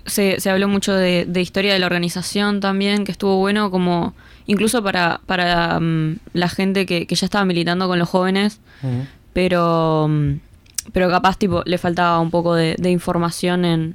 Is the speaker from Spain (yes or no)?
no; Montevideo, Uruguay; la mayoría somos de Montevideo